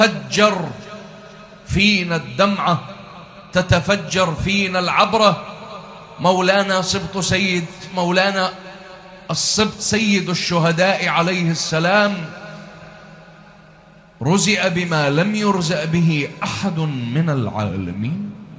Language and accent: Arabic; Iraq; إحنا كمجتمع عراقي ومو بس المجتمع العراقي